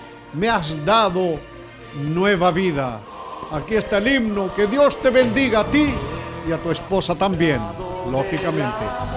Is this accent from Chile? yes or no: yes; Chile; como acontece aquí en mi país, en este Chile lindo, querido.